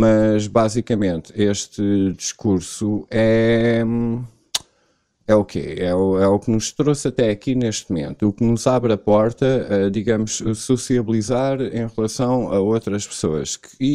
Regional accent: Portugal; Porque na hora de pagar a conta eu sou português, na hora de ser português tenho que ser do mundo.

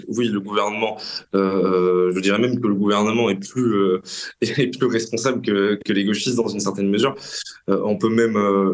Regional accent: France; c'est globalement la place que nous, en tant que Français, occidentaux, Européens, voulons retrouver dans l'histoire

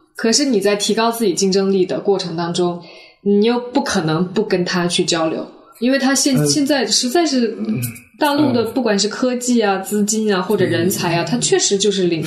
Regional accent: Hong Kong; 因为我们从香港过来，香港人就是非常非常的焦虑。

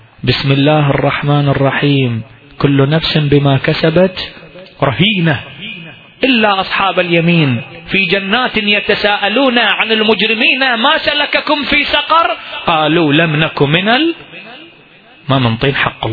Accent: Iraq; احنا اكو فد بيت من الشعر عندنا بالعراق ينقري

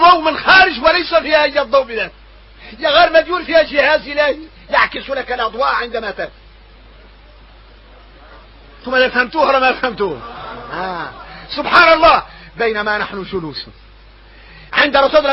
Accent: Mauritania; واحنا موريتاني عندنا عقلية خويسة

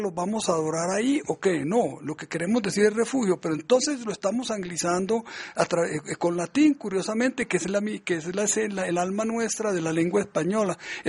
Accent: Medellín, Antioquia, Colombia; accent: Antioquian; por el habla colombiana o antioqueña, que es la de mi tierra, la de la ciudad de Medellín.

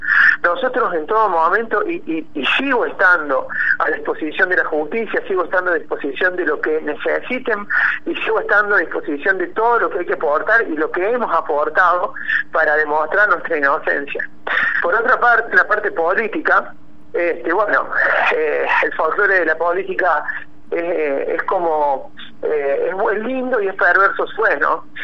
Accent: Córdoba, Argentina; defiendo la bandera de Córdoba, defiendo mi tierra porque es mía

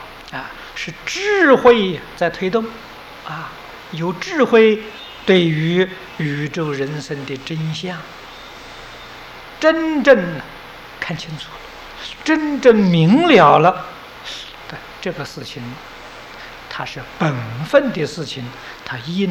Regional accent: Taiwan; 我们台湾人一天可以做12个小时，一个星期可以做7天

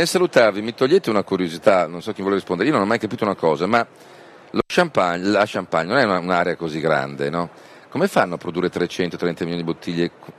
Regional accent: Veneto, Italy; poi da Veneto si figuri se ho qualcosa contro il Prosecco

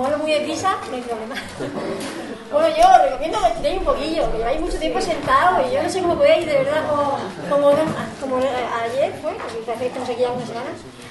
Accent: Murcia, Region of Murcia, Spain; Yo vengo desde Murcia

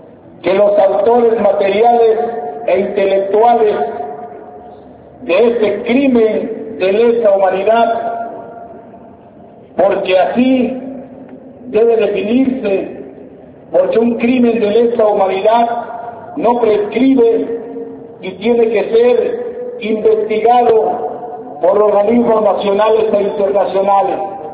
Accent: Oaxaca, Mexico; Los dueños somos los oaxaqueños y los pobres de todo el país.

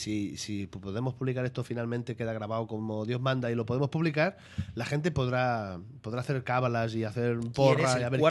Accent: Barcelona, Catalonia, Spain; Yo vengo de Barcelona y mi introducción al mundo de los cómics fue ya desde pequeñito.

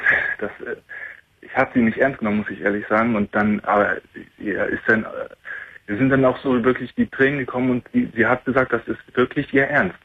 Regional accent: Germany; born there; ich bin gebürtiger Deutscher, deutsche Eltern, alles groß und blond.

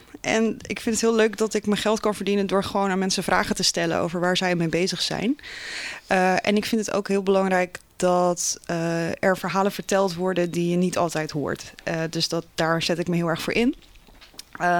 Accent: Vlaardingen, South Holland, Netherlands; also born or lived in Bogotá, Colombia; Ik ben geboren in Santa Fe de Bogota in Colombia. En ik ben opgegroeid in Vlaardingen. Dat is hier ook niet zo ver vandaan.

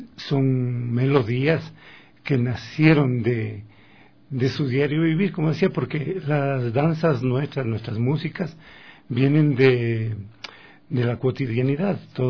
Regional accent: Ecuador; parte fundamental de nuestra música y de nosotros como músicos ecuatorianos es justamente toda esa riqueza que nos viene de la música que ha sido transmitida por tradición oral

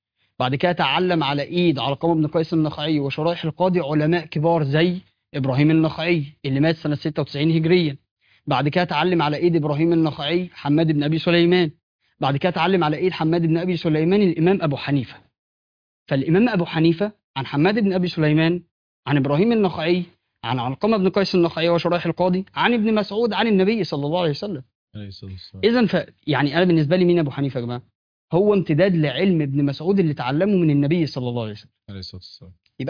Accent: Egypt; عندنا في مصر، فعشان بس ما نقولش معلومات

